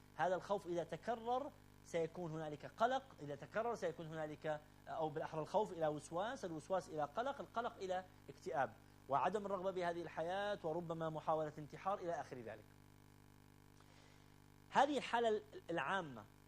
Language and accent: Arabic; Iraq; هذا كله موجود في وعينا وفي لاوعينا كعراقيين